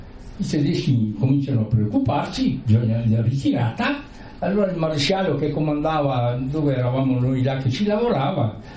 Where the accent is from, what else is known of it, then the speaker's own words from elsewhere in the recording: Trentino-Alto Adige, Italy; Ma te, sono un trentino, no?